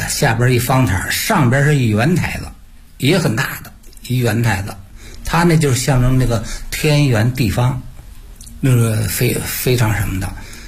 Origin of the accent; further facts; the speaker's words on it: Dongjialin, Beijing, China; 我老家呢在就挨着燕都。过去琉璃河是很有名的。尤其是像我们那个董家林村。